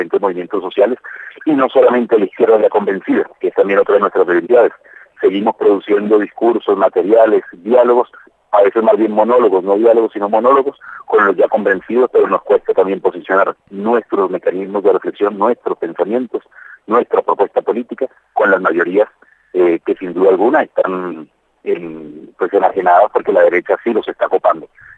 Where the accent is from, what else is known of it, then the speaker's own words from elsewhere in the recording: Colombia; En mi caso, como colombiano, la paz de Colombia no es solamente para Colombia